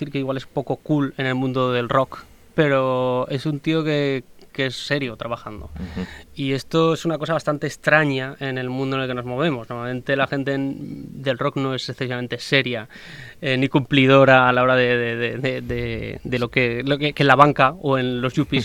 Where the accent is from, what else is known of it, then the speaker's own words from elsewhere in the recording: Huesca, Aragon, Spain; also born or lived in Zaragoza; de muy pequeño, vamos, con un año así ya me fui a Huesca y soy, me siento bastante ostense, la verdad.